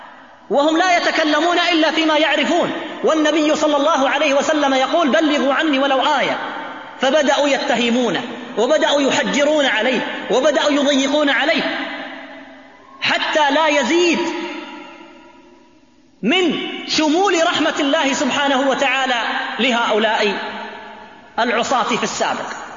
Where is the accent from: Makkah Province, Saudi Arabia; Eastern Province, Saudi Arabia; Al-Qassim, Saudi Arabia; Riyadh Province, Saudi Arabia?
Riyadh Province, Saudi Arabia; Riyadh; مطار الملك خالد عندنا في الرياض